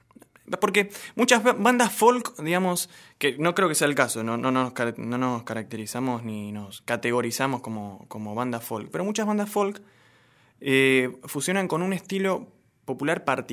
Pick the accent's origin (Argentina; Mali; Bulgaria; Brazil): Argentina; Barracas, Buenos Aires Province; no solo soy de Barracas, sino que soy hincha de Barracas Central